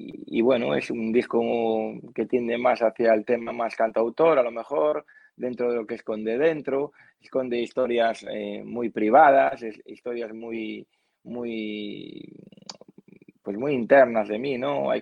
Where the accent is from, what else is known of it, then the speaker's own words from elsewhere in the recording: A Coruña, Galicia, Spain; Nosotros somos de Galicia, somos de A Coruña, ¿vale?